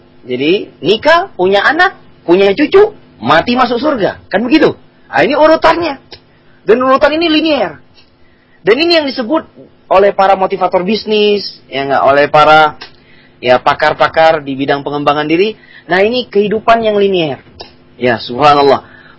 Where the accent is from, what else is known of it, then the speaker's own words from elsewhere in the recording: Bangka Belitung Islands, Indonesia; moved away as an adult; ketika saya berangkat merantau dari kampung saya di Pulau Bangka menuju ke Tanah Jawa ini